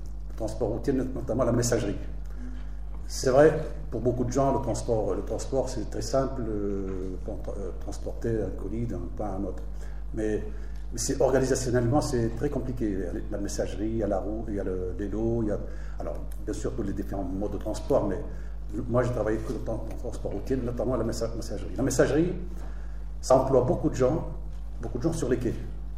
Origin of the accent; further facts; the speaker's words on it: Tunisia; now in France; Donc, moi, je viens de Tunisie.